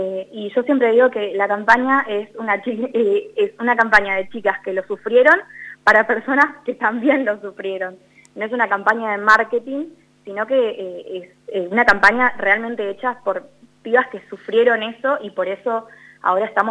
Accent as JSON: {"language": "Spanish", "town": "Macachín", "region": "La Pampa", "country": "Argentina", "said": "Sí, yo soy de Macachín, no de Santa Rosa."}